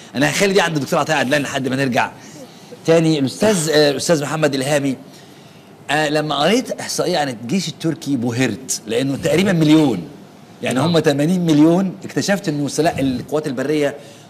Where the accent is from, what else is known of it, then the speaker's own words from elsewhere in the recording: Egypt; مش جيش يعني زي عندنا في مصر هو بس مصري هنا